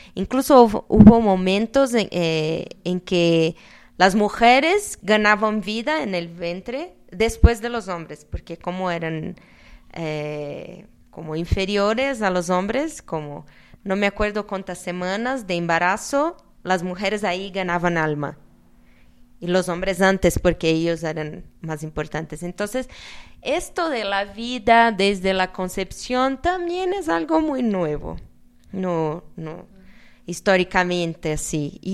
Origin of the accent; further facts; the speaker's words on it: Brazil; Yo no soy tan optimista así porque vengo de Brasil